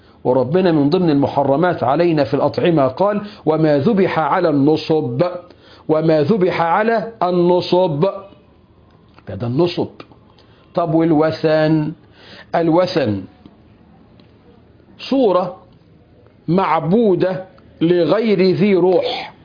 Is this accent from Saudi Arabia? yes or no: no; Egypt; ابو الهول عندنا في مصر صنم ولا تمثال؟